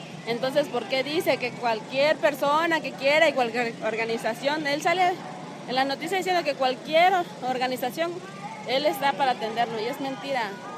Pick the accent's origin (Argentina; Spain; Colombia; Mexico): Mexico; Acapulco, Guerrero; Nosotros venimos de Acapulco, de varias comunidades.